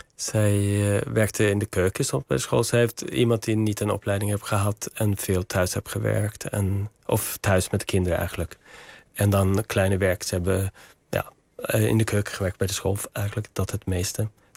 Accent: Järna, Stockholm County, Sweden; Dutch is a second language; En er is een soort centrum in Järna, waar ik vandaan kom in Zweden.

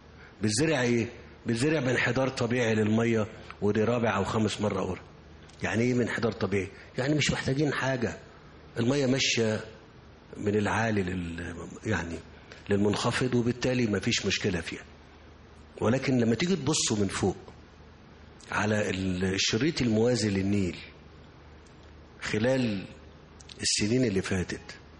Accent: Egypt; انا يهمني ان احنا كمصريين دلوقتي نبقى شايفين ده

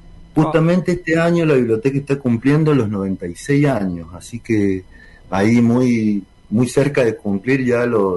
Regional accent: San Juan, Argentina; vengo, sí, como de una experiencia comunicacional del lado de San Juan, de donde soy yo

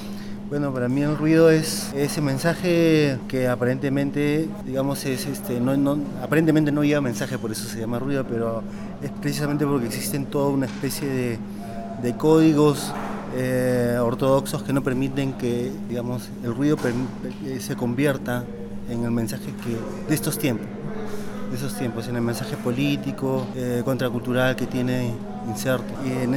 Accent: Lima, Peru; En mi caso de Lima, entonces vengo de Lima, también hago cosas por allá

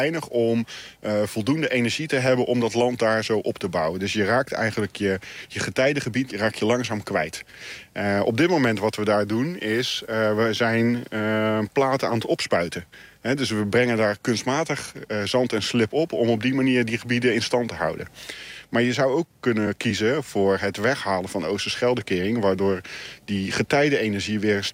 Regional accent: Zeeland, Netherlands; het sluit heel erg aan bij onze cultuur als Zeeuw om op een slimme manier met het water om te gaan

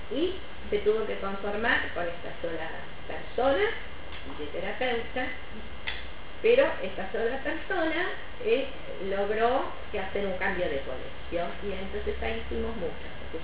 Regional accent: Argentina; que somos los argentinos, creo, nos hemos transformado en ingeniosos

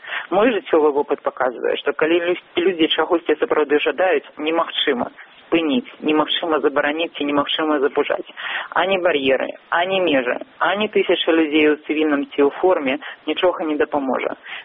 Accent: Vitebsk, Vitebsk Region, Belarus; з Віцебску, з майго роднага горада

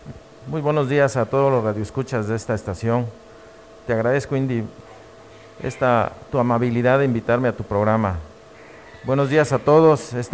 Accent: Cuilapan de Guerrero, Oaxaca, Mexico; nacido hace 55 años aquí en Cuilapan de Guerrero.

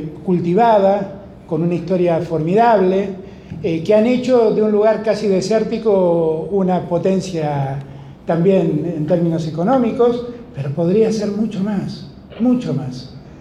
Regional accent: Buenos Aires, Argentina; Cuando yo voy al interior, soy un porteño.

